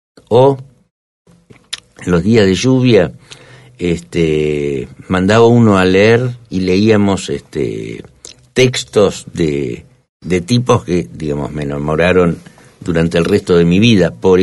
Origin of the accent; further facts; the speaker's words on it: Argentina; also born or lived in Bolivia; se conocieron en Bolivia y fruto de su unión nací yo en Bolivia y 2 años después nos vinimos a la Argentina.